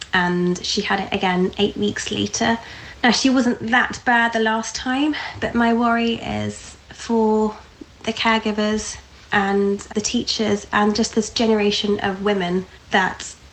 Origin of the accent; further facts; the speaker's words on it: London, United Kingdom; from Southwest London.